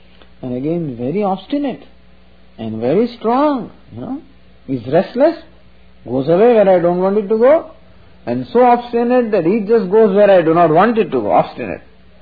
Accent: Mumbai, Maharashtra, India; English is a second language; I came from India, from Bombay, I got down to New York, and this boy had come to pick me up.

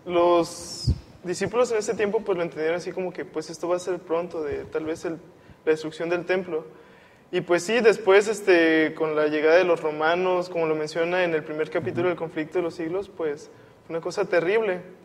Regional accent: Tampico, Tamaulipas, Mexico; vengo de Tampico, Tamaulipas, México, y estudio el tercer año de odontología.

